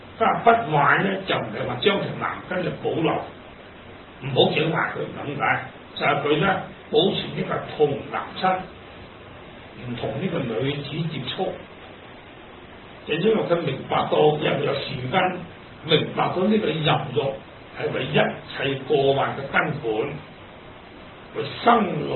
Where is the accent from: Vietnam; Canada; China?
China; 我哋中國人中意過年講好話